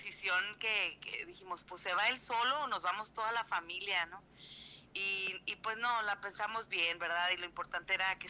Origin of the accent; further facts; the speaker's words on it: Mexico; now in El Paso, United States; cuando nos fuimos de México a El Paso, que es frontera con México